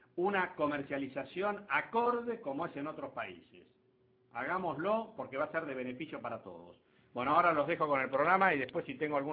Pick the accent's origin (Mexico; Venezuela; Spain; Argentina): Argentina; porque somos argentinos no podemos hacer las cosas mejor que los demás o no podemos hacer las cosas bien